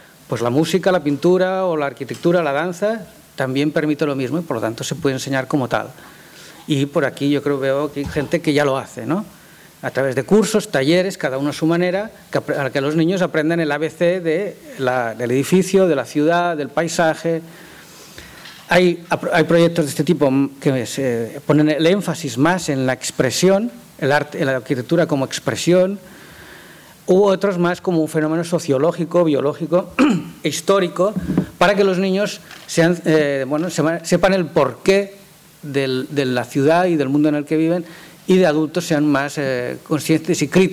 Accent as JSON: {"language": "Spanish", "country": "Spain", "said": "Como saben, yo soy de España"}